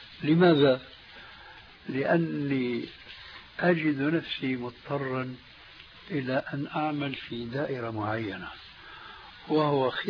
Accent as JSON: {"language": "Arabic", "country": "Syria", "said": "كما يقولون عندنا في سوريا ما عندهم بقى عمل إلا سند الحيطان"}